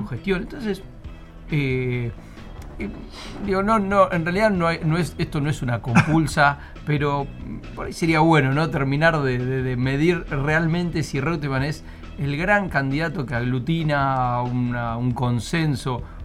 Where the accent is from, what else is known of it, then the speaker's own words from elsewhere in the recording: Buenos Aires Province, Argentina; Como bonaerense